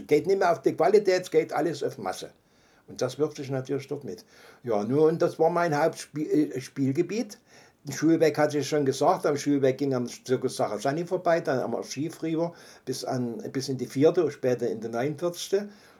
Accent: Dresden, Saxony, Germany; Ich bin ja nur ein Junge der inneren Neustadt. Ich bin auf der Großmeißner Straße groß geworden, bis zum Ausbomben.

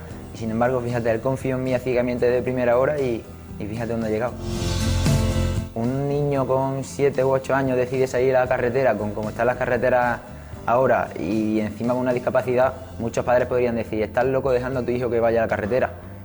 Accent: La Rambla, Andalusia, Spain; de aquí de la Rambla, de mi pueblo

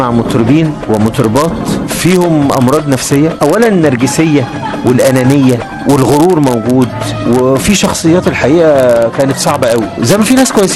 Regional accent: Alexandria, Alexandria Governorate, Egypt; في اسكندريه، كنا بنتقابل كل يوم وبنلعب تنس طاوله

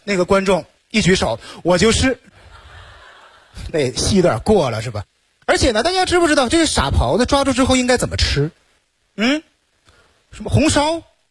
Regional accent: Northeast China, China; 作为东北人在咱们中国是一个弱势群体，

